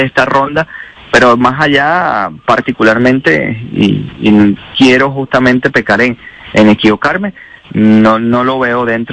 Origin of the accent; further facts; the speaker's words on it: Venezuela; no creo que como venezolano debemos independientemente apoyar a esa persona que está allí